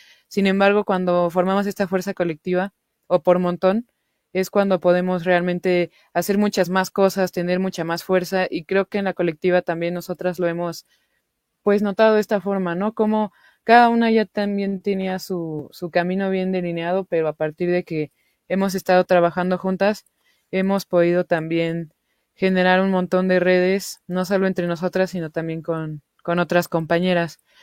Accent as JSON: {"language": "Spanish", "country": "Mexico", "said": "Como mencionaban, pues somos de México."}